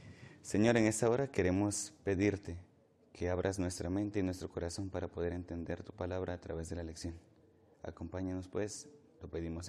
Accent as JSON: {"language": "Spanish", "town": "Cárdenas", "region": "Tabasco", "country": "Mexico", "said": "Soy estudiante del tercer año de teología y soy de Cárdenas, Tabasco."}